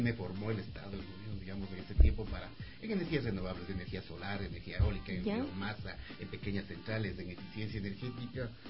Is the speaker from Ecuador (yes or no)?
yes; Riobamba, Chimborazo, Ecuador; now in Quito, Ecuador; Bueno, soy de Riobamba.